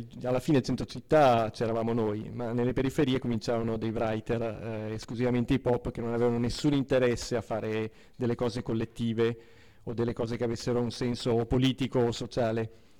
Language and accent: Italian; Milan, Lombardy, Italy; quelli che facevo all'inizio, nei centri sociali, a Milano, sono di Milano, e in un periodo che ancora graffiti non se n'erano, io addirittura mi ricordo la città di Milano pulita